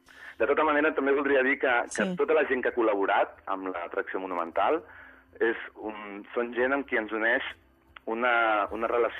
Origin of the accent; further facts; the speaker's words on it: Barcelona, Catalonia, Spain; born there; jo he nascut a Barcelona i jo penso en català, m'expreso en català